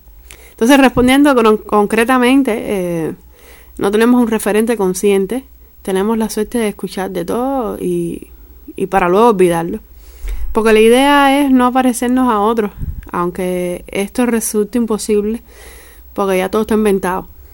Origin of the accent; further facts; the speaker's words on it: Cuba; Y mientras uno decía que somos españoles, otro decía que somos colombianos. Y yo les decía, bueno, yo les escribí, les dije que no, que de Cuba y tal